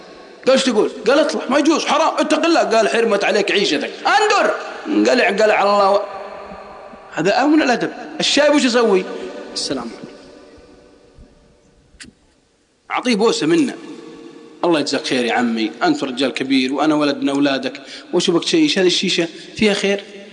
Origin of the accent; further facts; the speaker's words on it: Al-Qassim, Saudi Arabia; والله أني أعرف ناس عندنا في القصيم شباب في سن الزهور